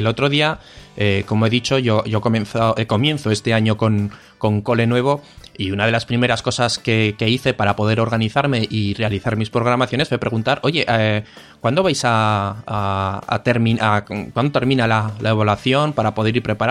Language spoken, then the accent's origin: Spanish; Zaragoza, Aragon, Spain; nosotros que somos de Zaragoza, en Zaragoza tenemos las fiestas del Pilar, son unas fiestas de aquí de la ciudad que son en octubre